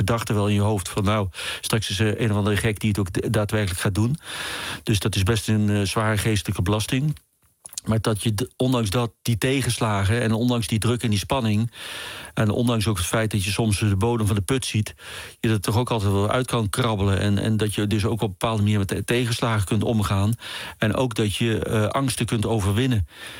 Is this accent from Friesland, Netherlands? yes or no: no; Eindhoven, North Brabant, Netherlands; also born or lived in Amsterdam; En ja, ik ben Amsterdammer, want ik ben daar geboren. En ik ben natuurlijk opgegroeid in Eindhoven.